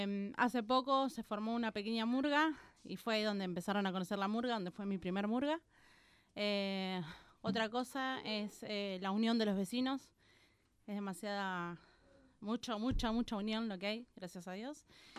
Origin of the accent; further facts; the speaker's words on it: Villa Celina, Buenos Aires Province, Argentina; yo soy de Villa Celina.